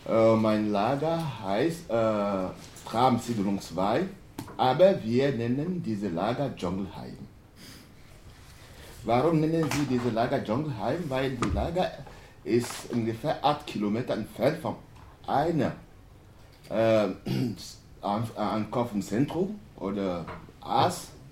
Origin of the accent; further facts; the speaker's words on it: Togo; German is a second language; now in Germany; Ich komme aus Togo. Und ich bin hier in Deutschland 1997 gekommen.